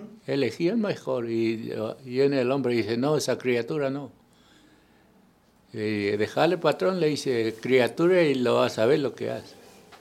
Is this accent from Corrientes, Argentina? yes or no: yes; Corrientes, Argentina; No dije de qué provincia, ¿no? Nací en el 49, soy correntino.